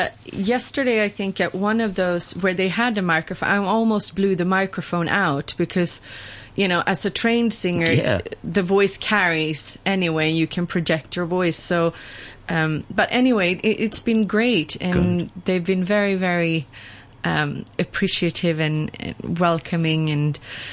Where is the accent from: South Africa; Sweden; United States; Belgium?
Sweden; because I'm from Sweden.